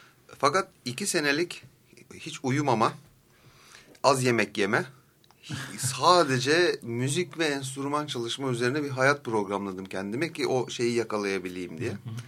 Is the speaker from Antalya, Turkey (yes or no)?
yes; Antalya, Turkey; born there; Ben 76 senesinde dünyaya geldim. Antalya'da.